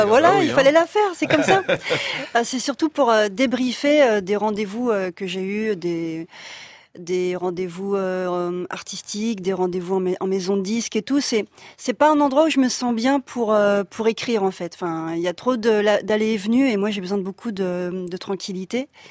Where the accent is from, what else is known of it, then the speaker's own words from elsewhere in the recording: Noisy-le-Sec, Île-de-France, France; born there; je suis née à Noisy-le-Sec